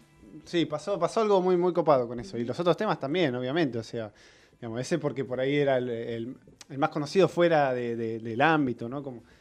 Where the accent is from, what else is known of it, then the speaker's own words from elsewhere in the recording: Mar del Plata, Buenos Aires Province, Argentina; yo soy de Mar del Plata y no sabía bien dónde grabarlo